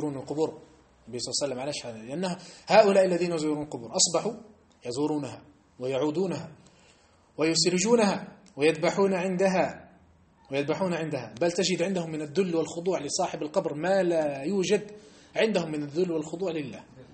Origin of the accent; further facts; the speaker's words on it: Algeria; لما احنا عندنا في الجزائر لما تحج لجبل فلان الفلان الفلاني كأنك حجيت أفضل من حجة إلى مكة